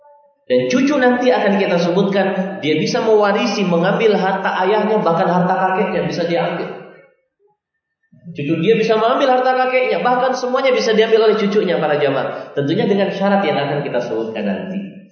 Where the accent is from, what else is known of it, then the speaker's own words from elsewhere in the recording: Aceh, Indonesia; Kebiasaan kita orang Aceh kalau suami sudah nikah ya ikut istrinya di mana dia tinggal.